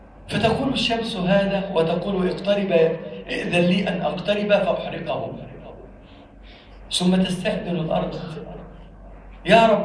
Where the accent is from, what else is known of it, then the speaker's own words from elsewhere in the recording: Egypt; اللهم احفظ بلدنا مصر من كل سوء واجعلها بلدا آمنا